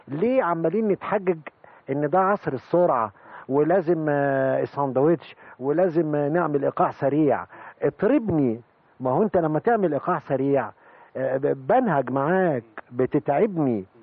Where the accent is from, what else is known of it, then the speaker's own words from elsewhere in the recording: Egypt; لأن إحنا كناس مصريين بصراحة، يعني نتكلم بصراحة